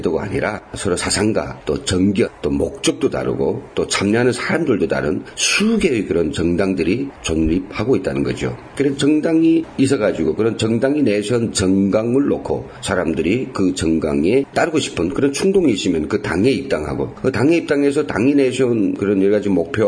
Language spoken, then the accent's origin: Korean; North Korea; now in South Korea; 이제 언제 10년도 안 되는 그런 우리 북에서 온 사람이 통일당이라고 하는 것을 만들겠다.